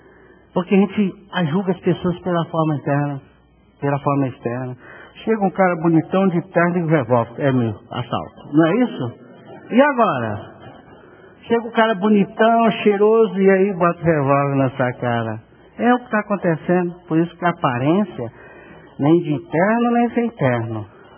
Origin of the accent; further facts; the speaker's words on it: Bahia, Brazil; E eu sou baiano, né?